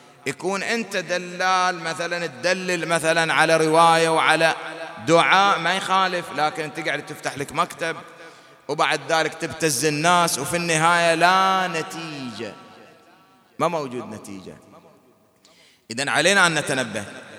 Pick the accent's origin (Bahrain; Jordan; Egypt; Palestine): Bahrain; وهذه الأمور حادثة عندنا في البحرين